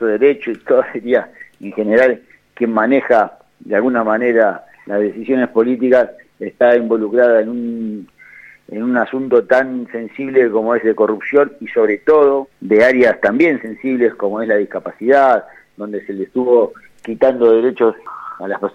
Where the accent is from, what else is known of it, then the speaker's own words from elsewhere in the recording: Argentina; lamentablemente porque somos los argentinos los que lo padecemos, este gobierno viene en caída libre.